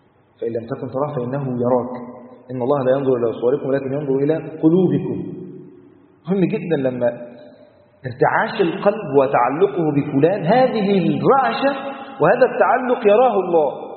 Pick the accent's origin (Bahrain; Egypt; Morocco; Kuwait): Egypt; وتعرف الروتين اصلا عندنا في مصر، مواطنه في مصر